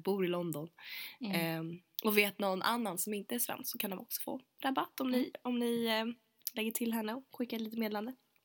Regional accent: Sweden; now in United Kingdom; Och så fick jag rabatt. Alla som är svenskar får rabatt av henne.

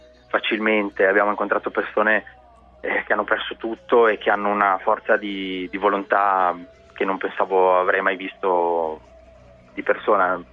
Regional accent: Trento, Trentino-Alto Adige, Italy; io sono di Trento

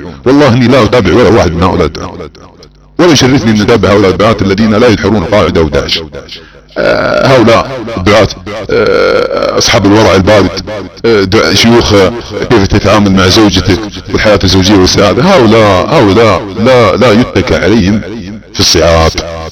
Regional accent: Saudi Arabia; accent: Saudi; على لهجتنا السعودية

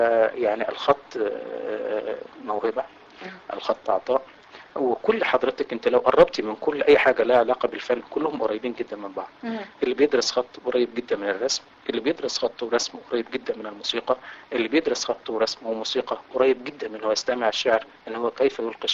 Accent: Marsafa, Qalyubia, Egypt; بلد قريه اسمها مرصفه تتبع مركز بنها محافظه القليوبيه.

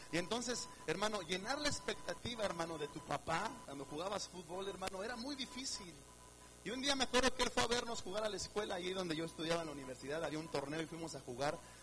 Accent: Mexico; Yo tiré un penalti como buen mexicano

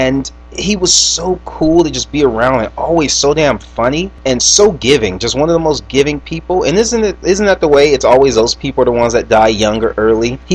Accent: Los Angeles, California, United States; Growing up, I grew up on Manchester and Western, 89th and Manchester. That's where I grew up when I was little.

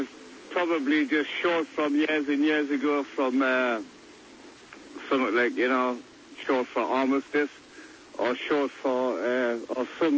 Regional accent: Newcastle, North East England, United Kingdom; accent: Geordie; now in London, United Kingdom; Well, yeah, we're speaking English, but I'm a Geordie. I'm from Newcastle, so...

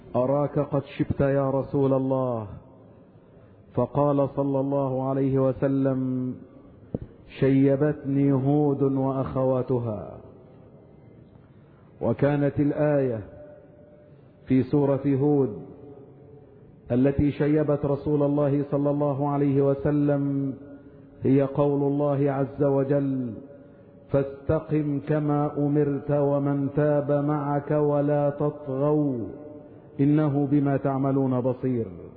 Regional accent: Egypt; وأن يحفظ بلادنا مصر من كل مكروه وسوء

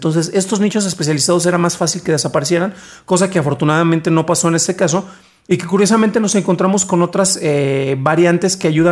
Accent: Mexico; Lo decimos porque somos mexicanos y es producto cultural.

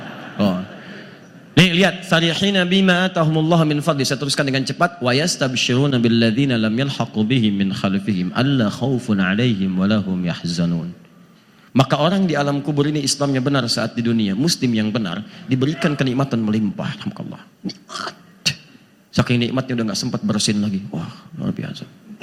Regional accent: Antapani, West Java, Indonesia; Saya dari Antapani, bisa mengandung, melahirkan tanpa ada seorang ayah.

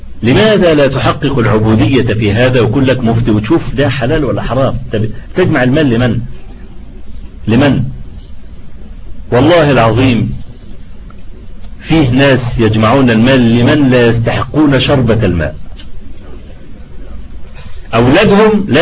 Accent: Egypt; أنا لما عملوا الطريق الاستراد اللي عندنا في مصر اللي هو بيطلع لحلوان

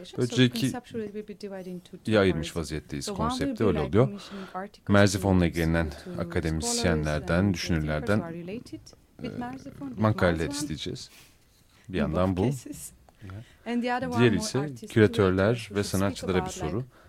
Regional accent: Armenia; Tabii Doğu Ermenicesi de, çünkü ben oradan geliyorum, Ermenistanlıyım.

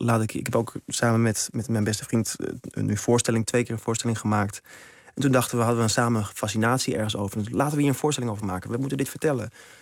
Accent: Amsterdam, North Holland, Netherlands; moved away as an adult; Ik ben van Amsterdam vertrokken naar Maastricht, naar de toneelacademie.

